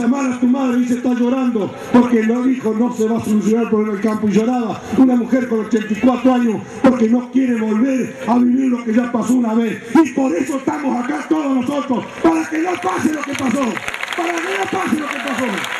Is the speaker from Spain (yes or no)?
no; Argentina; y como argentinos, el país de la patria tenemos que defender